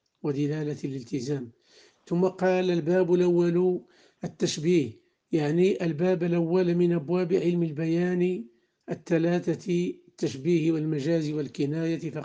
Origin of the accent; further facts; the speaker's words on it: Morocco; واجعل بلدنا المغرب وبلاد